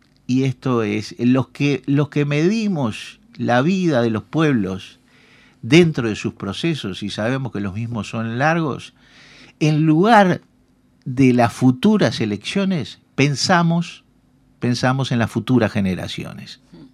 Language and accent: Spanish; Uruguay; todos vamos a seguir siendo ciudadanos uruguayos y vamos a seguir habitando este país.